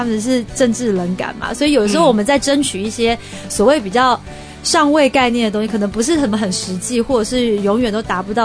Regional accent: Taiwan; 然后一听到我是台湾人

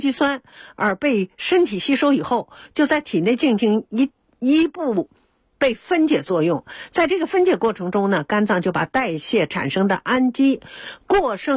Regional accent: China; 然后也有悠久的文化，它也是精品，所以我们中国人呢都偏爱灵芝。

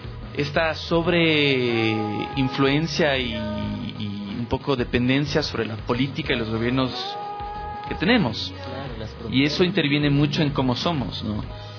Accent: Quito, Pichincha, Ecuador; born there; yo sí nací aquí en Quito. Mi hermano mayor y yo nacimos en Quito, pero mi otro hermano y mi hermana nacieron en el exterior. Soy un poco más ecuatoriana que ellos.

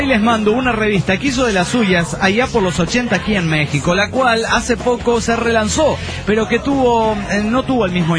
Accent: San Luis, Argentina; de San Luis, República Argentina.

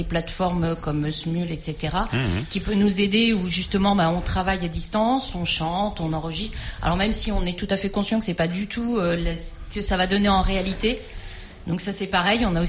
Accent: Courtenay, Centre-Val de Loire, France; Il n'y a que moi, je viens de Courtenay.

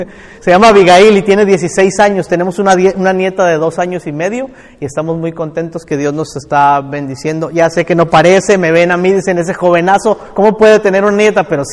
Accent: Sacramento, California, United States; Soy mundialmente famoso en Sacramento, de donde vengo.

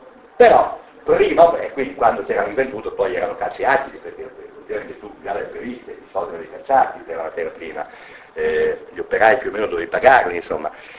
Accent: Rome, Lazio, Italy; sono di Roma

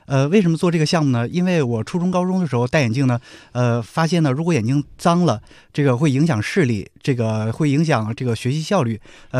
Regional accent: Weihai, Shandong, China; 我家是威海的

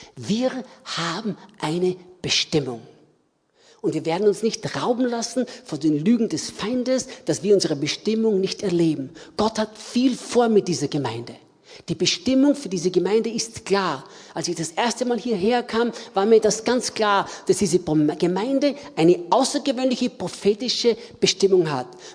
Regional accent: Austria; Und ich sagte zu ihm, ich bin Österreicher.

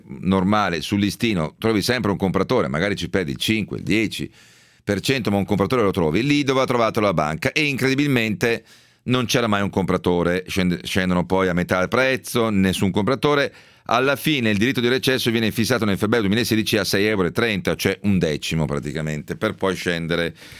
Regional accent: Veneto, Italy; fermo restando che poi io sono veneto, quindi lo posso dire

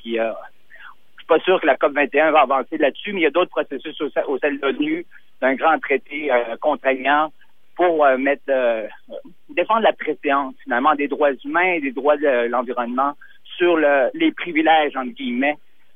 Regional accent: Quebec, Canada; ça nous touche là aussi chez nous au Québec, au Canada

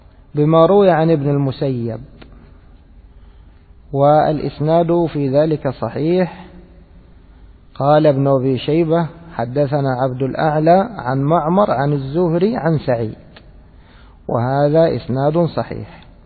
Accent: Egypt; يعني أنا مرة ذهبت أشتري عندنا في مصر

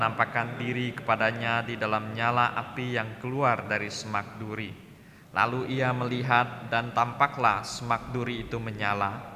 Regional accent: Jambi, Indonesia; saya asalnya dari Jambi, ya, asalnya dari Jambi, dari Gereja Kristen Protestan Jambi.

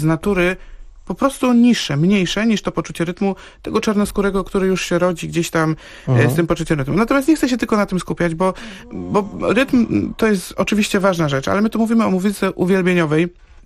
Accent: Poznań, Greater Poland Voivodeship, Poland; Ja jestem z Poznania

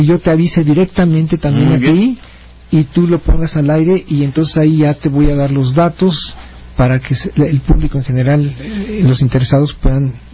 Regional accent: Mexico; porque somos mexicanos y así lo acostumbramos

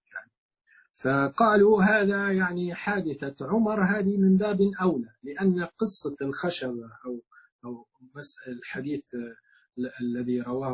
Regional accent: Libya; القذافي عندنا في ليبيا

